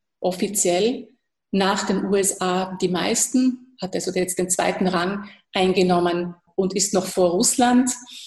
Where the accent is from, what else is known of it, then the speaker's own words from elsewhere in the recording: Austria; das kann ich als Österreicherin durchaus verstehen